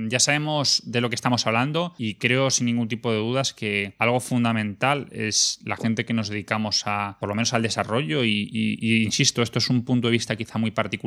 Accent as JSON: {"language": "Spanish", "town": "Madrid", "region": "Community of Madrid", "country": "Spain", "said": "yo que soy de Madrid"}